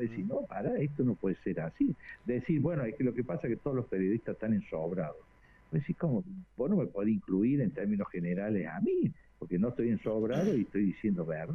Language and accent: Spanish; Córdoba, Argentina; Ayer me ha dado vergüenza ajena, como abogado y como cordobés